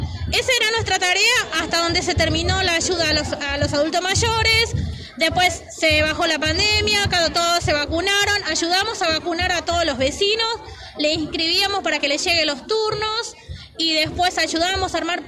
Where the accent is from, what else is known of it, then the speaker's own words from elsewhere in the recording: Buenos Aires, Argentina; Yo soy de la Villa 2124